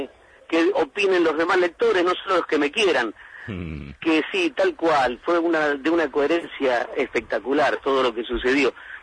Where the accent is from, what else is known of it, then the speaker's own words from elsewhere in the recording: Río Gallegos, Santa Cruz, Argentina; yo soy de Río Gallegos, nos conocemos casi todos. Ahora no tanto porque la ciudad está creciendo